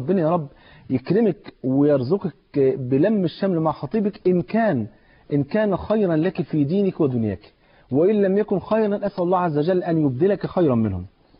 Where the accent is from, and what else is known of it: Egypt